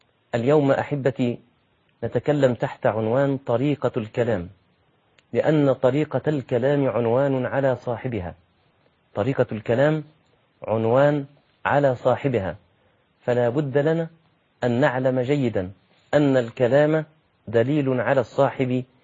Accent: Egypt; نعم أنت دي لغتك وده المتعرف عليه في بلدك زي عندنا في مصر

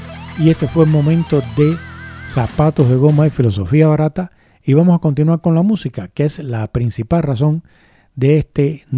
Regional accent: Spain; Si les molesta que yo soy español

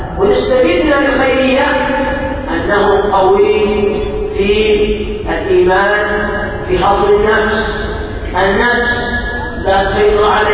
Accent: Yemen; عندنا في اليمن الى رحمه الله تعود الناس المشاكل

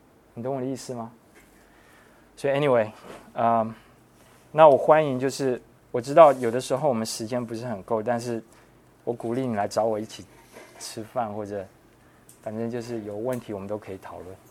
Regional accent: United States; 我自己发现，因为我可能从小在美国长大，华人在争论的时候时常会觉得你是在针对我。

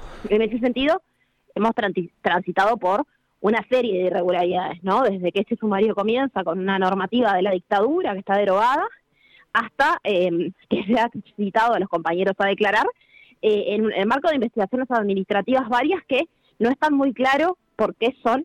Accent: Montevideo, Uruguay; Sí, en realidad yo soy de Montevideo, no integro la filial, en este caso de Maldonado

